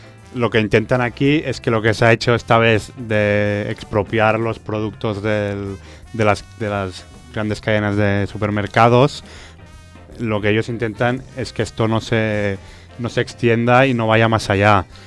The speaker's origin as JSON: {"language": "Spanish", "town": "Barcelona", "region": "Catalonia", "country": "Spain", "said": "en Barcelona, que es de donde vengo yo"}